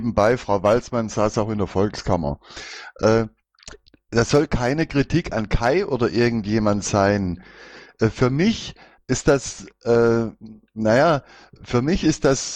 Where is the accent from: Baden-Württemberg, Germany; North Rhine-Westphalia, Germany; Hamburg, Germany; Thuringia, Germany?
Thuringia, Germany; Erfurt; Ich bin auch Erfurter